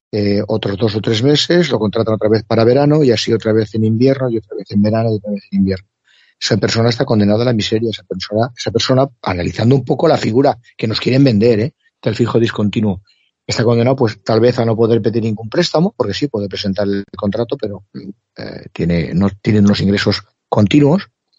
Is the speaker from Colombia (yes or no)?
no; Spain; nosotros como españoles, ¿por qué no nos declaramos neutrales?